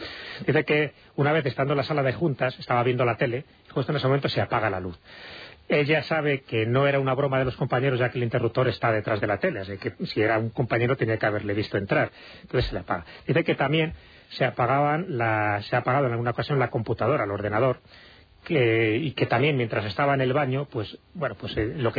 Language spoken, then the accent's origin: Spanish; Spain; una palabra como muy castellana, ¿no? Muy propia nuestra del astracán, que no se hace en otros lugares, pero que sin embargo en España sí tenemos esa forma de entender la política